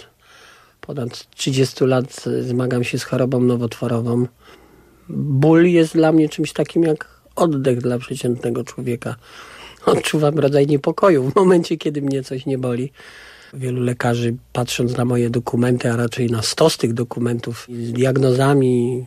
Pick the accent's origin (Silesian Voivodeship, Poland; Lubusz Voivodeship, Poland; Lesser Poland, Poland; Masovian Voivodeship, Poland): Lesser Poland, Poland; Kraków; Wychowałem się w bardzo specyficznym miejscu, a mianowicie w robotniczej dzielnicy Krakowa, Nowej Hucie, takim blokowisku.